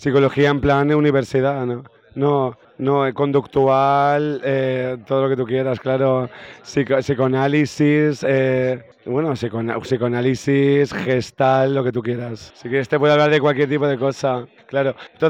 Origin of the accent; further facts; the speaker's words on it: Valencia, Valencian Community, Spain; also born or lived in Barcelona; me fui a vivir a Barcelona. Entonces, sí, soy de Valencia.